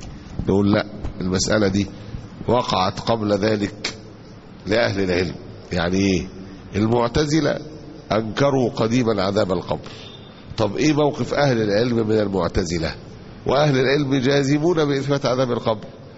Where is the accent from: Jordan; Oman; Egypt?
Egypt; عندنا في مصر هنا ممكن يكون طبعا في بلاد تانية ما يعرفوش